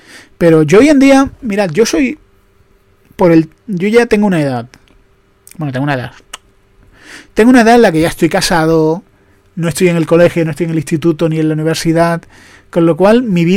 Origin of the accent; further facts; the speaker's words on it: Andalusia, Spain; soy andaluz, lo siento, es que los andaluces hemos vivido así.